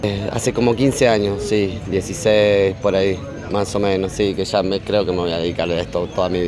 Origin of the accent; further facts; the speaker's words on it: Uruguay; now in Buenos Aires, Argentina; soy de Uruguay, pero vivo acá ya hace como 15 años, en Buenos Aires, en Capital.